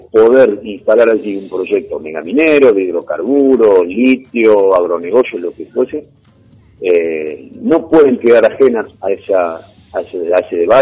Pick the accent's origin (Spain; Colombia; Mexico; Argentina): Argentina; para entonces nosotros como argentinos y argentinas, entre comillas, muy entre comillas, de manera soberana, decidir qué hacer con el litio.